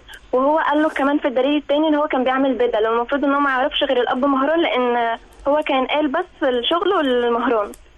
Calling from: Sharm El Sheikh, South Sinai, Egypt; أنا من شرم الشيخ

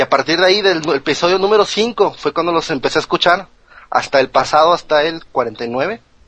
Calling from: San Nicolás de los Garza, Nuevo León, Mexico; Ahorita les hablo desde Monterrey. De Nuevo León, de San Nicolás de los Garza, Nuevo León.

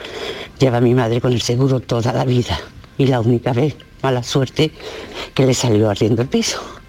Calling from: Seville, Andalusia, Spain; de Sevilla.

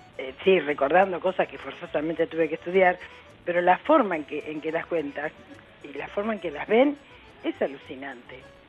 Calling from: Floresta, Buenos Aires, Argentina; Hola chicos, buen día.

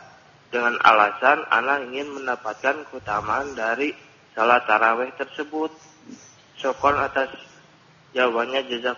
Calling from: Margahayu, West Java, Indonesia; di Margahayu.

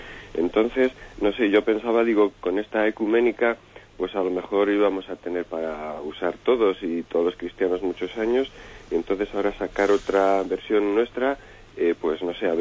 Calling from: Palencia, Castile and León, Spain; de Palencia.

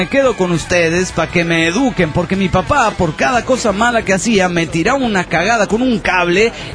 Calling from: Villamontes, Tarija, Bolivia; de Villamontes, Tarija, Bolivia.

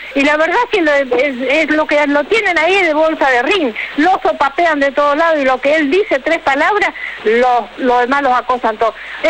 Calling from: Quilmes, Buenos Aires Province, Argentina; soy de Quilmes.

